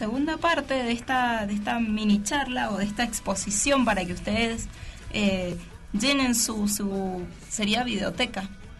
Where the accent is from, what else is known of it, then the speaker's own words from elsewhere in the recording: Argentina; Nuestro top 5 empieza en el 1 y termina en el 5 porque somos argentinos.